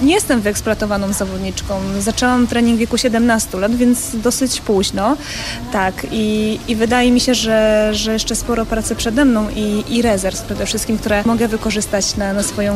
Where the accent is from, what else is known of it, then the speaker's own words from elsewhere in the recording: Pomeranian Voivodeship, Poland; Pochodzę z Kaszub, mieszkam cały czas na Kaszubach. Szwajcaria Kaszubska, jeziora, kiedyś żeglowałam, więc naprawdę uwielbiam miejsce, z którego pochodzę